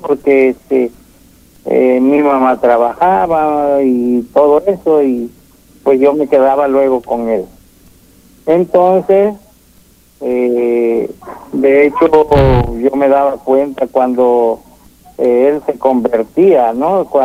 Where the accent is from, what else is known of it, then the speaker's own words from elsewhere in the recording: Catemaco, Veracruz, Mexico; De Catemaco, Veracruz, México.